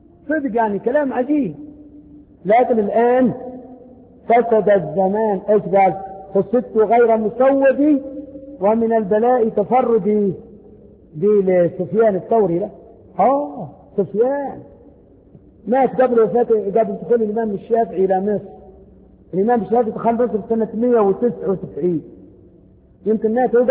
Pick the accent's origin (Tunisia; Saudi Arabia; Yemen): Yemen; قال انت منين قلت له من اليمن